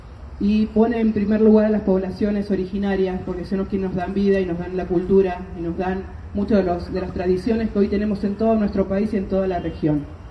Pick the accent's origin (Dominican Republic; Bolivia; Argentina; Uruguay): Argentina; sino de quienes salimos del monte, de la selva y hoy somos argentinos y argentinas